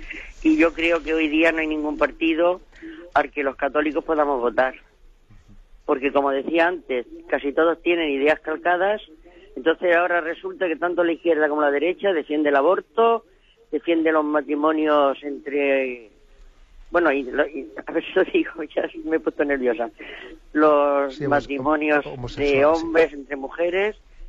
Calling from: Los Alcázares, Region of Murcia, Spain; de los Alcázares.

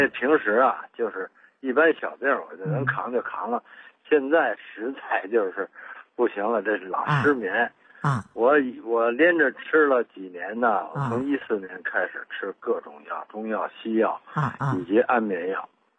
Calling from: Beijing, China; 我是北京的。

